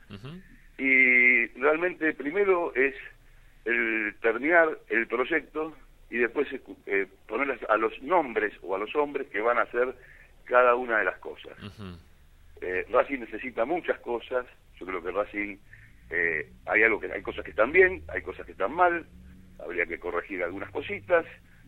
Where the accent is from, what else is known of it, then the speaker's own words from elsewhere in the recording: Avellaneda, Buenos Aires Province, Argentina; yo soy de Avellaneda y soy socio de Racing desde que nací.